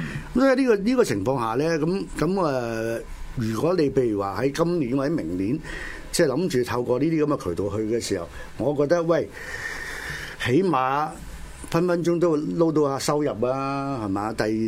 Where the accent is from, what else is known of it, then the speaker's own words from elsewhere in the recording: Hong Kong; 咁但係啱我哋香港人